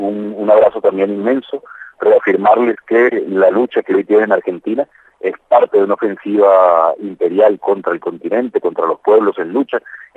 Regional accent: Colombia; En mi caso, como colombiano, la paz de Colombia no es solamente para Colombia

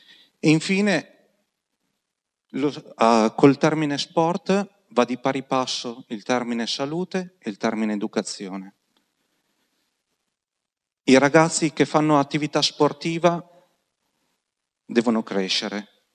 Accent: Piacenza, Emilia-Romagna, Italy; now in Padua, Italy; Io non sono di Padova, vengo da Piacenza

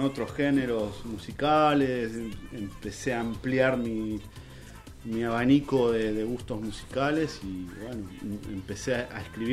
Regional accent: Quilmes, Buenos Aires Province, Argentina; quilmeño. Sí, soy de Quilmes, más del lado de Espeleta.

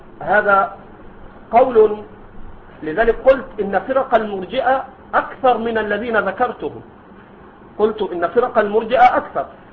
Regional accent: Egypt; هذا عندنا في مصر موجود، ما أدري عندكم

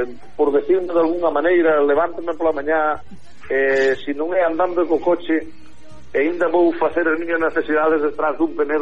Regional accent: Galicia, Spain; O carácter noso galego, eu son moi galeguista, son moi galego, pero somos un pueblo difícil de comprender e difícil de gobernar.

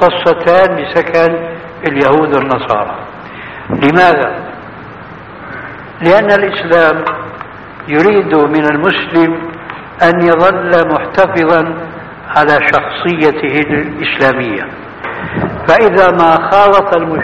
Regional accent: Syria; هذه بسموها عندنا في سوريا برازيت، يعني تشويه.

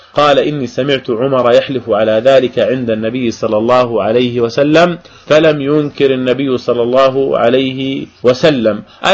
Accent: Jordan; حتى عندنا في الأردن يعني في الشوارع يزرعون شجر الغرقد

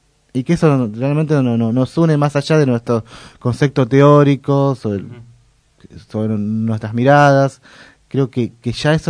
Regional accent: Merlo, Buenos Aires Province, Argentina; que yo soy de Merlo, que por ejemplo Merlo está muy muy arraigada

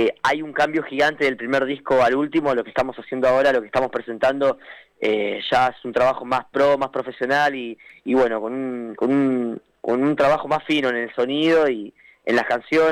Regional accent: Paso del Rey, Buenos Aires Province, Argentina; acá en Zona Oeste, somos de Paso del Rey, Moreno, Merlo, sí.

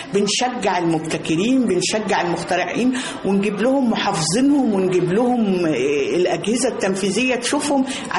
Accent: Beni Suef, Beni Suef Governorate, Egypt; إحنا كان عندنا في بني سويف لما كنا طول شهر رمضان لازم كل واحد فينا في بيت شكل

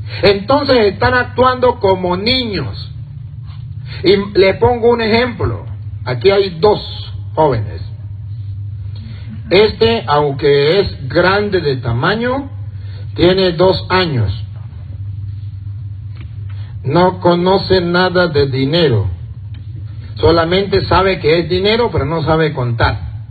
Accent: Venezuela; now in United States; Cuando yo venía para acá, para Estados Unidos, muchos en mi pueblo allá en Venezuela me decían: padre, usted va a ir a Estados Unidos.

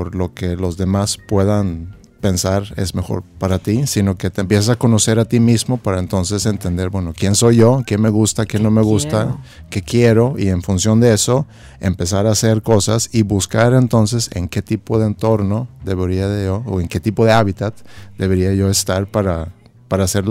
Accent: Sweden; moved away as an adult; now in Monterrey, Mexico; Soy de Suecia. Nacido en Suecia y llegué aquí a los 25 años.

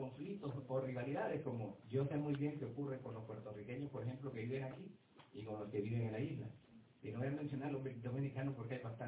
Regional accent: Honduras; now in New York, United States; soy hondureño … pero vivo aquí en Nueva York.

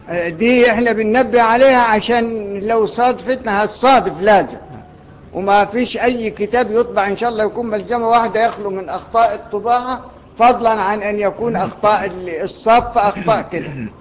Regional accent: Egypt; احنا ناس مصريين ما بيقروش ورش الا للتعلم

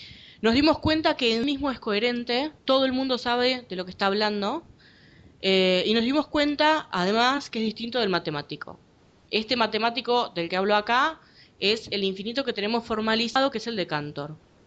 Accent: Buenos Aires, Argentina; Yo soy de Buenos Aires, de Argentina.

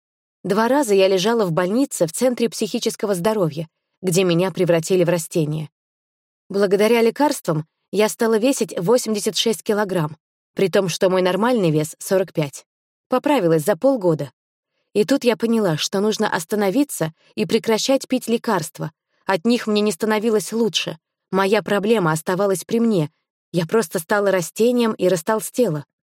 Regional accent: Moscow, Russia; born there; Я росла очень развитым и талантливым ребенком в обеспеченной семье. Родилась в Москве.

